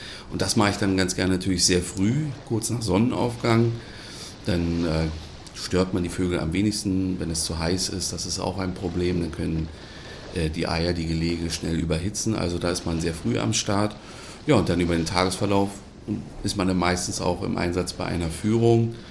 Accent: Berlin, Germany; moved away as an adult; ich komme nicht ursprünglich aus dieser Region, sondern ich stamme aus Berlin.

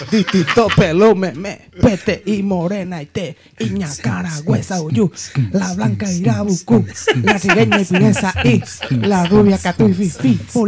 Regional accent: Paraguay; Somos paraguayos, no somos coreanos.

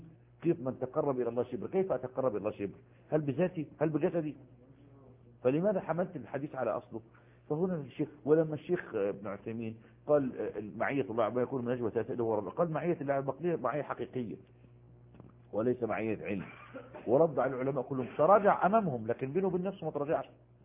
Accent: Egypt; وجد المصافحة منتشرة عندنا في مصر

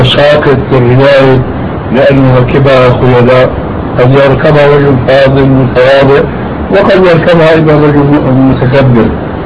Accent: Syria; وهذا كان إله قريب عندنا في سوريا

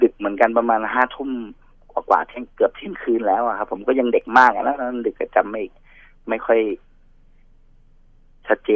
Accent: Chumphon, Thailand; ปกติผมอยู่ชุมพรแล้วผมก็ขึ้นมาเที่ยวกรุงเทพช่วงปีใหม่เนี่ยครับ

